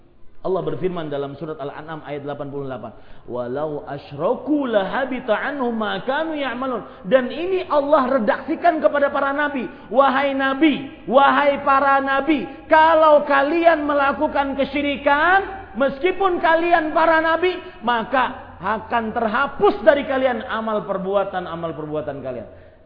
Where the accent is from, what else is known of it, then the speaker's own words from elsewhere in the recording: Banjarmasin, South Kalimantan, Indonesia; kalau di kota saya di Banjarmasin itu, ya, ada namanya raja-raja.